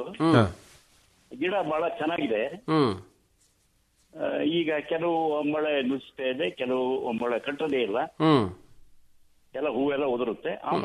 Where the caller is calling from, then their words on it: Kalgudu, Karnataka, India; Sir, ಈ ಶಾಂತಿಗ್ರಾಮದ ಒಬ್ಬಳಿ ಕಲ್ಗುಡುಗನಲ್ಲಿ.